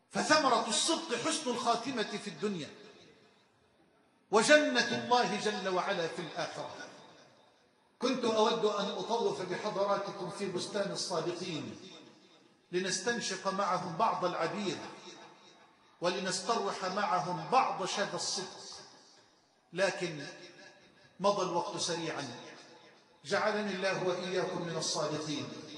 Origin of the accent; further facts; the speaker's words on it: Egypt; اللهم اجعل بلدنا مصر أمنا أمانا سخاء رخاء